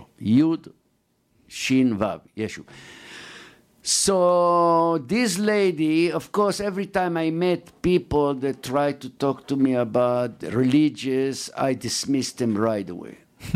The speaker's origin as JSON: {"language": "English", "town": "Jerusalem", "region": "Jerusalem District", "country": "Israel", "second_language": "English", "said": "Yes, so she start to show very close interest in our way of doing it, that we are from Jerusalem"}